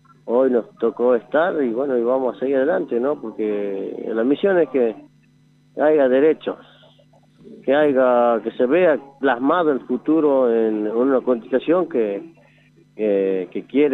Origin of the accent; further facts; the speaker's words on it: Jujuy, Argentina; preguntaron dónde somos, ellos dijimos, somos de Jujuy